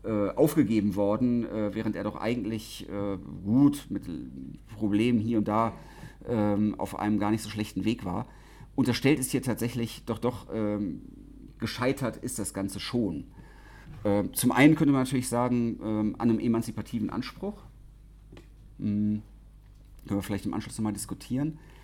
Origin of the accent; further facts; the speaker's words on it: West Germany, Germany; now in Leipzig, Germany; Also ich komme aus dem Westen ursprünglich mal, wohne jetzt schon lange in Leipzig.